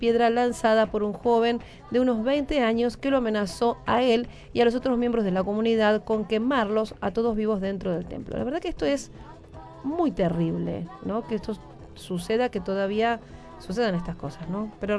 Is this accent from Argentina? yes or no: yes; Argentina; como argentinas tenemos